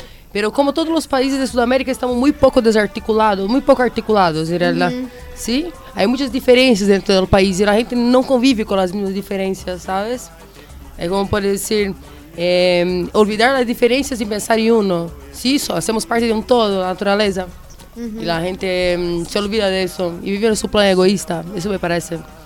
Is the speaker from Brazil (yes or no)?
yes; Florianópolis, Santa Catarina, Brazil; Spanish is a second language; De verdad, soy de Brasil y ahí pasa lo mismo.